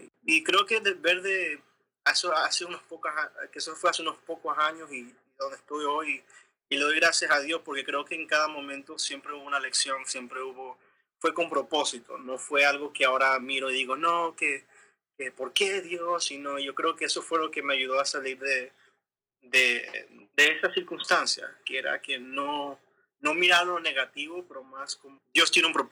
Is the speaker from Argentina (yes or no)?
no; Venezuela; now in Maryland, United States; ¿De dónde vengo yo? Soy venezolano.